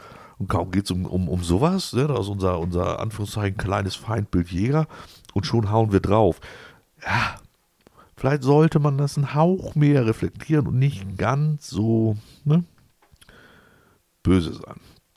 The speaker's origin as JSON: {"language": "German", "town": "Wolfsburg", "region": "Lower Saxony", "country": "Germany", "said": "Ich komme aus der Region Wolfsburg und so weiter."}